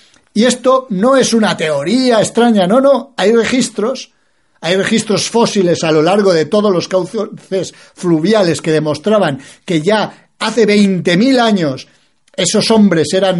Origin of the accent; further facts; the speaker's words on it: Spain; como somos españoles